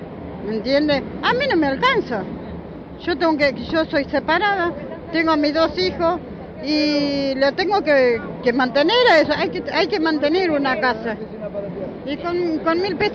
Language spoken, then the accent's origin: Spanish; La Matanza, Buenos Aires Province, Argentina; yo soy de Matanza, en un barrio humilde, donde la mayoría no tienen su casa, su vivienda digna como tenemos que tener.